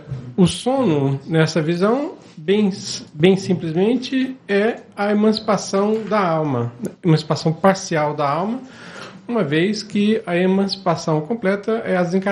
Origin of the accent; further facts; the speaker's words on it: Anápolis, Goiás, Brazil; Sou de Anápolis.